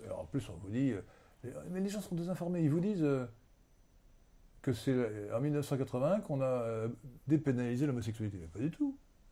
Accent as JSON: {"language": "French", "region": "Brittany", "country": "France", "lives_now": "Versailles, France", "said": "j'ai une patrie bretonne, une patrie versaillaise, parce que je suis un breton immigré, si je puis dire, à Versailles."}